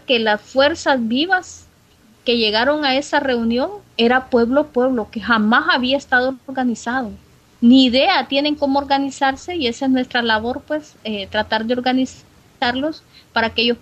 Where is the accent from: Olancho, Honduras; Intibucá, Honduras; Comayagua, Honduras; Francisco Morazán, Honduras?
Francisco Morazán, Honduras; uno de los municipios del departamento al que soy, del departamento de Francisco Morazán. Tegucigalpa es la cabecera departamental.